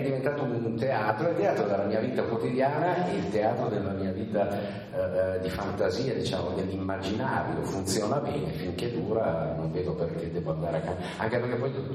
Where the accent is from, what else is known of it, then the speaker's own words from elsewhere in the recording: Bellano, Lombardy, Italy; l'unica geografia solida è quella, diciamo, di Bellano, del mio paese, ecco che nel corso degli anni Bellano è diventato il teatro di tutte le mie storie.